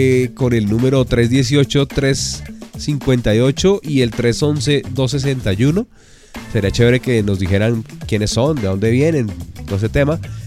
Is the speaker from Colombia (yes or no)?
yes; Colombia; así somos los colombianos.